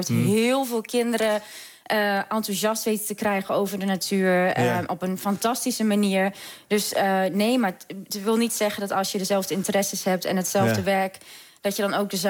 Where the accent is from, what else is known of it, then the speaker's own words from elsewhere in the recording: Rijssen, Overijssel, Netherlands; Ik kom uit Rijssen.